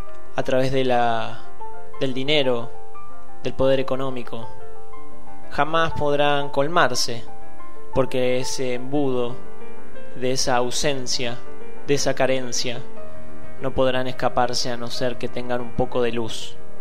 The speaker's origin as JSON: {"language": "Spanish", "town": "Andalgalá", "region": "Catamarca", "country": "Argentina", "said": "siendo argentinos, siendo catamarqueños o siendo andalgalenses."}